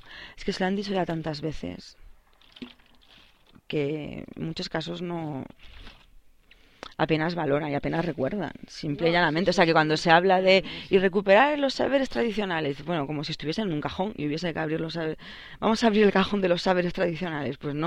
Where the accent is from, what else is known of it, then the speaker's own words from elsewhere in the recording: Soutelo, Galicia, Spain; Eso me fijaba yo en mi pueblo, en Soutelo, que la gente es capaz de tener...